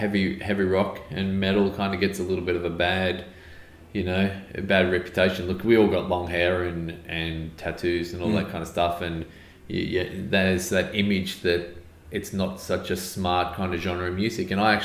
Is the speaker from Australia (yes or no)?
yes; Australia; I'm Australian.